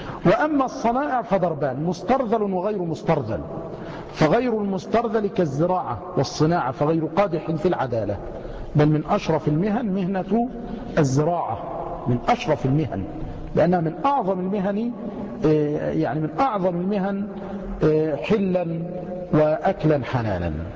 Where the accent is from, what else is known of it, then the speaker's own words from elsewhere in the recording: Egypt; مع أن الجزار والسماك عندنا في مصر يعني منيرات